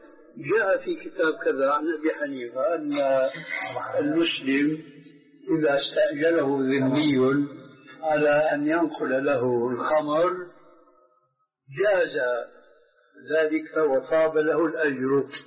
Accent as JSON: {"language": "Arabic", "country": "Syria", "said": "كلنا نحن سوريين"}